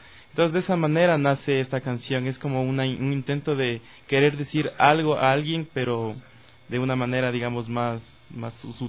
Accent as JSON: {"language": "Spanish", "town": "Cumbayá", "region": "Pichincha", "country": "Ecuador", "said": "nosotros somos del Valle en general, somos de por ahí, yo soy de Cumbayá"}